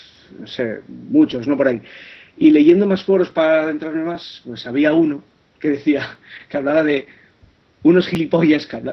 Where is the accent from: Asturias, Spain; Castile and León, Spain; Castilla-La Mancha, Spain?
Asturias, Spain; Yo soy de Asturias.